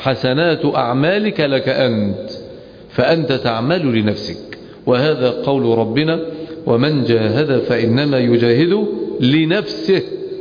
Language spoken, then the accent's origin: Arabic; Egypt; وعندنا في مصر لأنها دولة متخلفة يدرسون الجودة بمعايير وقوانين